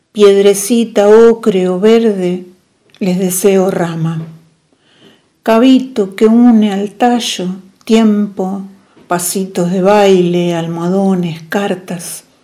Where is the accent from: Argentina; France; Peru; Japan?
Argentina; Coronel Suárez, Buenos Aires Province; born there; now in Mendoza, Argentina; Nací en Coronel Suárez, provincia de Buenos Aires, en 1958 y actualmente resido en Mendoza, capital.